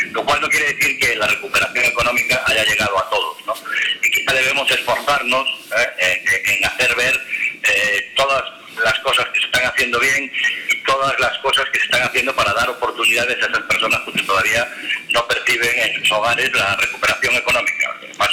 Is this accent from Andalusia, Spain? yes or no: no; Galicia, Spain; yo soy gallego y como gallego tenemos el honor